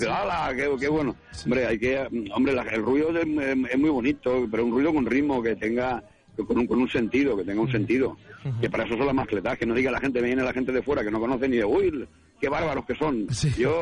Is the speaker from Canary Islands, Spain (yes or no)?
no; Alicante, Valencian Community, Spain; Somos de Alicante Capital